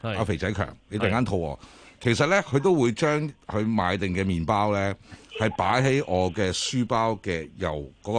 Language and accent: Cantonese; Guangdong, China; 嗱，即系我哋广东人啊